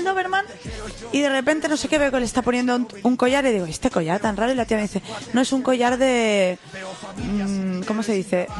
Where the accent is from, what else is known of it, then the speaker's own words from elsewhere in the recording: Esplugues de Llobregat, Catalonia, Spain; Justo ayer yo estaba en Esplugas, que es donde, bueno, mi pueblo, donde nací.